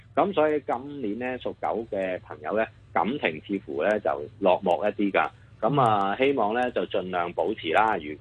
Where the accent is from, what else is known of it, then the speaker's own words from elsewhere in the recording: China; 咁我哋中國人呢，豬呢係我哋嘅寶貝嚟嘅